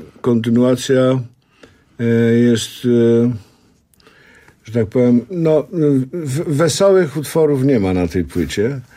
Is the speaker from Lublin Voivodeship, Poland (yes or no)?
no; Silesian Voivodeship, Poland; now in Warsaw, Poland; ja tutaj jako młody chłopiec przyjechałem z mojej małej ojczyzny, ze Śląska, zdobyć świat.